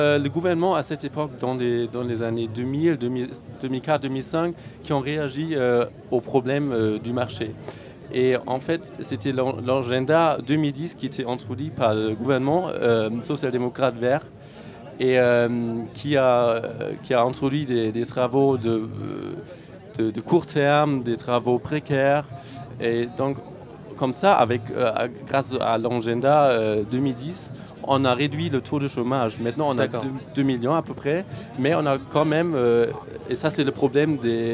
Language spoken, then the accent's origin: French; Germany; Chez nous, en Allemagne, en 2005, c'était plutôt de réduire le taux de chômeurs.